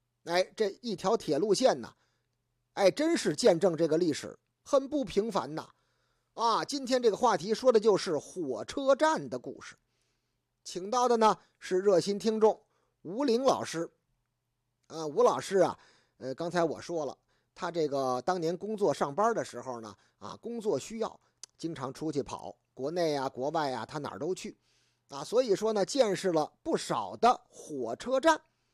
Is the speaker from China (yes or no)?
yes; Beijing, China